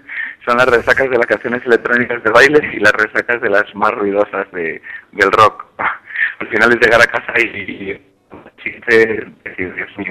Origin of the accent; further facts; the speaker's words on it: Ourense, Galicia, Spain; A mi tierra, a Ourense, eso es. El lugar con el índice de natalidad más bajo de España.